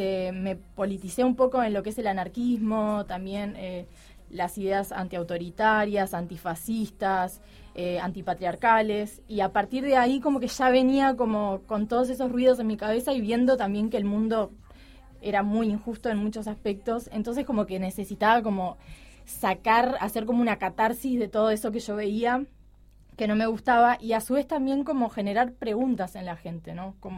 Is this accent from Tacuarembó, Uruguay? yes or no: no; Chuy, Rocha, Uruguay; Yo soy de Chuy, soy de la frontera, entonces siempre como que chupé mucha música brasilera.